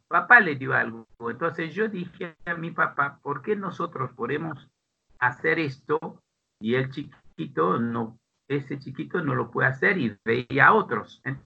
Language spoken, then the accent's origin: Spanish; Pétionville, Ouest, Haiti; also born or lived in Port-au-Prince; Yo nací en Puerto Príncipe, la capital. Después fuimos a vivir a Pétionville, que es un barrio acomodado, es decir, de clase media más bien alta.